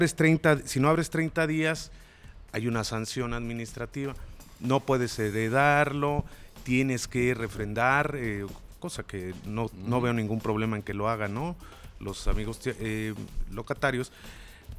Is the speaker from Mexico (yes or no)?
yes; Mexico; si como mexicanos no entendemos